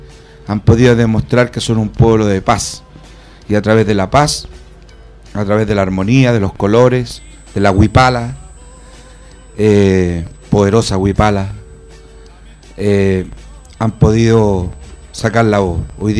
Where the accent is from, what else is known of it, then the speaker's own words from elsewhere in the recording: Puente Alto, Santiago Metropolitan Region, Chile; soy de Puente Alto, nacido, criado, estudiado, trabajado y enterrado los bajos de Mena, seguramente, puentealtino de todo corazón y amo mucho mi comuna